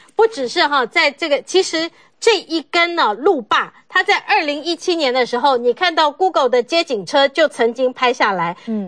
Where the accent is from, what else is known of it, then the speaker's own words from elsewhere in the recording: Taiwan; 你如果说以我们台湾人呢，每八十年的一个军寿的话